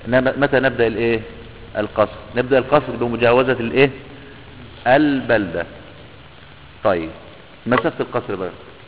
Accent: Idfina, Beheira, Egypt; يعني مثلا عندنا قريتنا مثلا اسمها ادفينا، القرية دي كلها معروفة اولها من اخر.

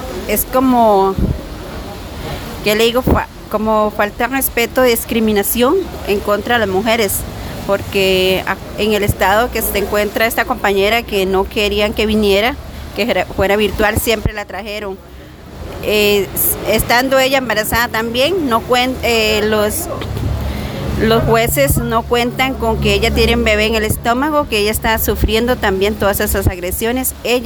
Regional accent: Pérez Zeledón, San José, Costa Rica; soy de Pérez Zeledón.

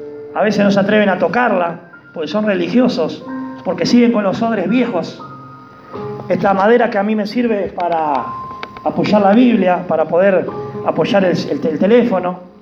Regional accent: Uruguay; quieren hacernos judíos cuando somos uruguayos.

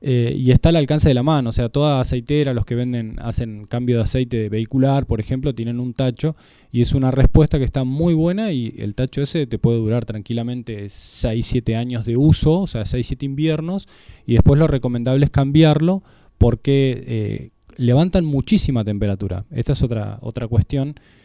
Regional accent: Bariloche, Río Negro, Argentina; yo soy barilochense, soy sureño patagónico.

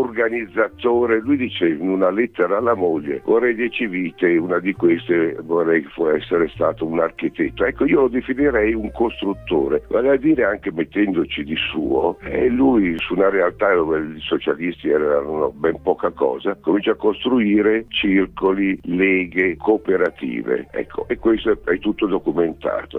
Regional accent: Ferrara, Emilia-Romagna, Italy; now in Florence, Italy; da Firenze saluti agli ascoltatori emiliani, da un ferrarese esule da 60 anni a Firenze.

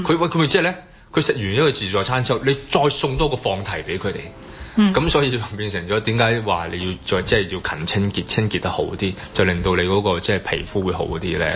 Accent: Hong Kong; 佢就冇好似我哋香港人咁有住屋問題啊。

